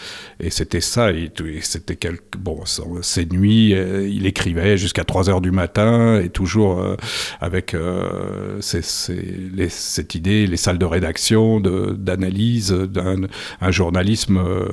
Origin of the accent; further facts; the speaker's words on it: Paris, Île-de-France, France; Moi, j'avais 7 ans, puisqu'on a grandi à Paris, là, dans une rue.